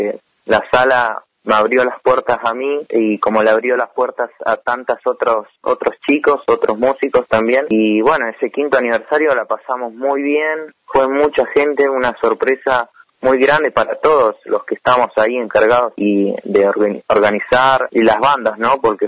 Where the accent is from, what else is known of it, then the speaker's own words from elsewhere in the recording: Bariloche, Río Negro, Argentina; Yo soy pianista, compositor de Bariloche acá, y acá tengo 21 años.